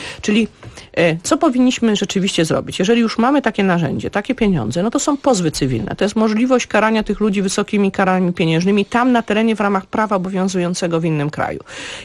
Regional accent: Łódź, Łódź Voivodeship, Poland; Ja jestem akurat z miasta Łodzi, jestem łodzianką i to było miasto przed wojną wielu kultur.

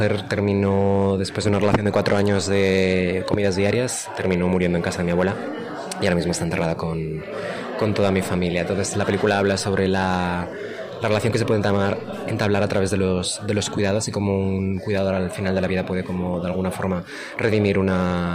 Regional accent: Sariego, Asturias, Spain; de allí de mi pueblo de Sariego.

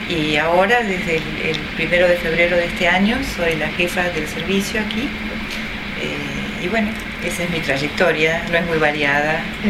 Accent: Argentina; now in New York, United States; soy argentina. Hace 26 años que trabajo en las Naciones Unidas.

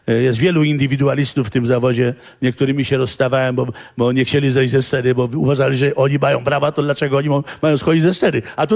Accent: Warsaw, Masovian Voivodeship, Poland; Dla mnie jest ważne, bo ja jestem warszawiakiem przedwojennym.

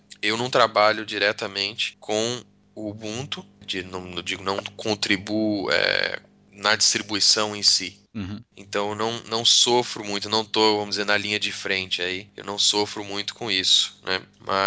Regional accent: São José dos Campos, São Paulo, Brazil; also born or lived in Rio de Janeiro / Santa Branca / São Carlos; eu nasci no Rio de Janeiro, saí do Rio com 7 anos. E fui para São José dos Campos, e depois fiquei um tempo em São José dos Campos, depois Santa Branca, depois São Carlos.

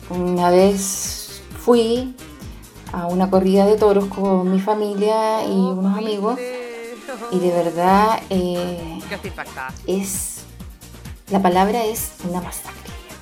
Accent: Chile; now in Spain; desde mi punto de vista como chilena

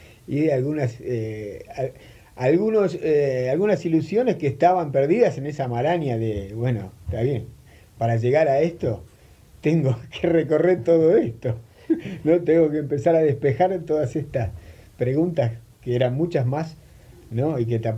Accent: Buenos Aires, Argentina; Y de Parque Patricio.

